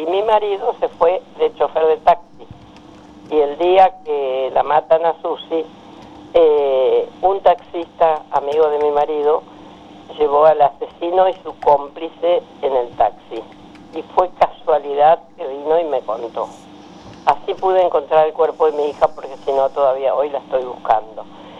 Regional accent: Misiones, Argentina; yo tengo apenas una primaria y vengo de la selva de Misiones, que casi me come una anaconda de 10 metros cuando tenía 8 años.

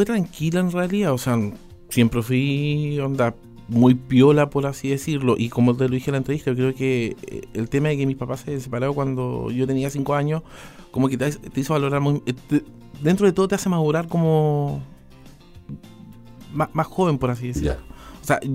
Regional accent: Osorno, Los Ríos, Chile; crecí con mi papá en Osorno, mi mamá en Valdivia

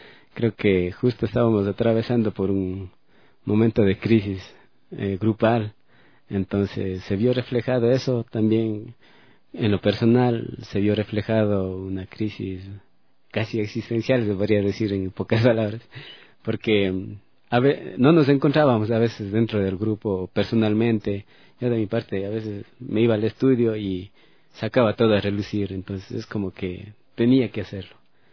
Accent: Ecuador; Creo que es más la esencia que nosotros tenemos como músicos ecuatorianos

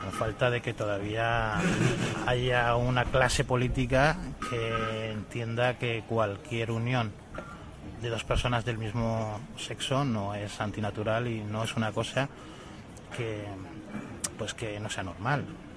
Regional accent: Castilla-La Mancha, Spain; yo que vengo de la zona de La Mancha

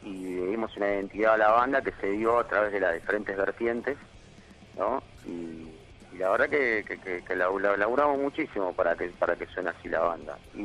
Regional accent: Guanguelén, La Pampa, Argentina; born there; Nosotros ya vivíamos acá en Capital, y mi papá la llevó a mi mamá para tener familia allá, así que los dos somos de Guanguelén.

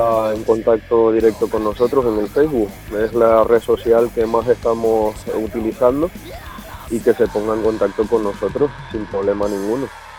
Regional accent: Canary Islands, Spain; La verdad es que la gente ya nos conoce como los canarios.

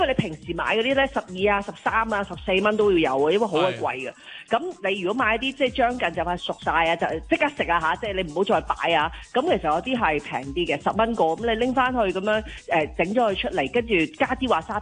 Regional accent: China; 但系譬如我哋中国人咧就好兴咧

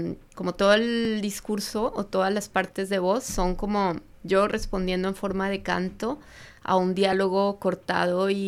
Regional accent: Bogotá, Colombia; moved away as an adult; also born or lived in France; now in Barcelona, Spain; A ver, yo soy de Colombia, Bogotá.

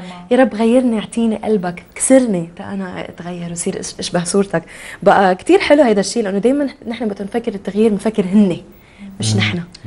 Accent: Syria

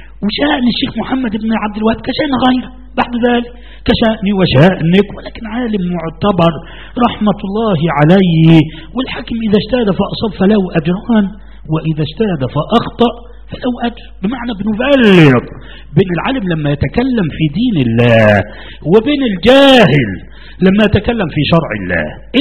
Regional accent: Egypt; وأنا في مصر هنا، أنا لم أستورد من السعودية، أنا غير مستورد، لا أبدا، نشأت هنا وولدت هنا. انظر، وأنا مسلم قبل أن أكون مصريا، قبل أن أكون مصريا، وديني هو الإسلام.

